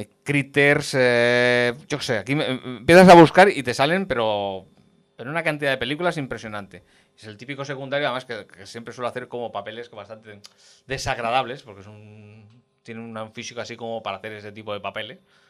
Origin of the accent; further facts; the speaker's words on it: Castelldefels, Catalonia, Spain; Allí en mi pueblo, en un cine muy, muy cuco que hay, allí en Castelldefels, hay un pequeño cine.